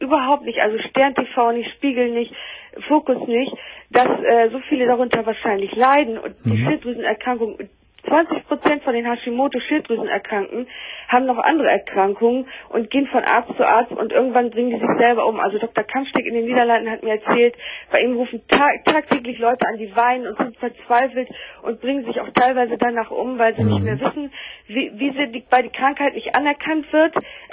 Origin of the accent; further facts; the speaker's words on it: Bremen, Germany; Ich habe jetzt auch einen Hausarzt in Bremen, wo ich herkomme